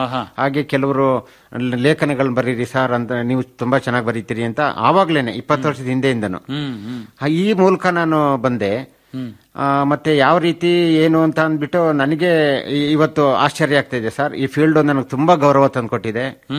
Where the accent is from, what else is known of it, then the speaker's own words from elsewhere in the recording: Holenarasipura, Karnataka, India; now in Kodagu, India; ಮೂಲತಃ ಹಾಸನ ಜಿಲ್ಲೆ ಹೊಳೆನಶಿಪುರ ತಾಲೂಕು ನನ್ನ ಹುಟ್ಟೂರು.